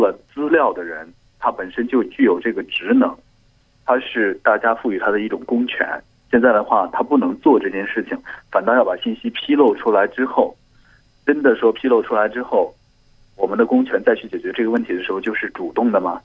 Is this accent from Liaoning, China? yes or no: no; Shenzhen, Guangdong, China; 我来自深圳。